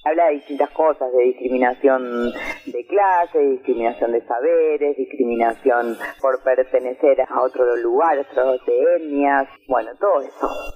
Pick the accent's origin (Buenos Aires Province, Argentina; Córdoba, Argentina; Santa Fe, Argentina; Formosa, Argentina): Buenos Aires Province, Argentina; Villa Madero; Nosotros somos de La Matanza, del barrio de Villa Madero